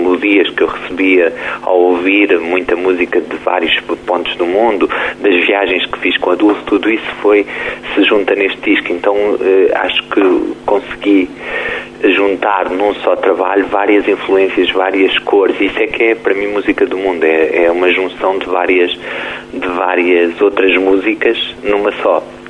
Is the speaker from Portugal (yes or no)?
yes; Tomar, Centro, Portugal; now in Lisbon, Portugal; porque eu sou original de Tomar.